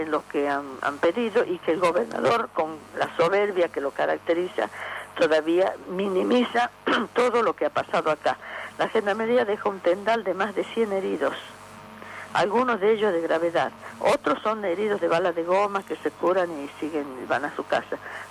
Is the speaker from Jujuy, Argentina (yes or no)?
yes; Libertador General San Martín, Jujuy, Argentina; Yo soy de Libertador General San Martín.